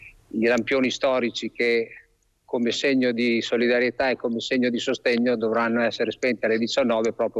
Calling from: Forlì, Emilia-Romagna, Italy; Siamo da Forlì, siamo nella piazza Safi, nella bella piazza di Forlì.

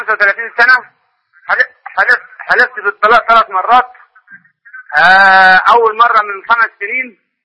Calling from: Saudi Arabia; أنا بكلمك من السعودية

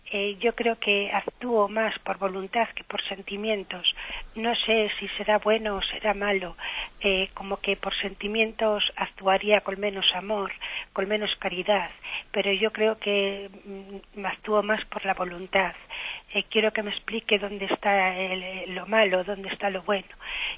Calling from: Valladolid, Castile and León, Spain; de Valladolid.

